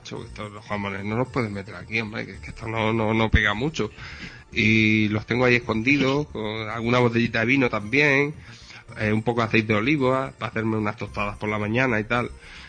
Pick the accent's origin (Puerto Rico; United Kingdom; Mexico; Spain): Spain; Extremadura; Extremadura, España.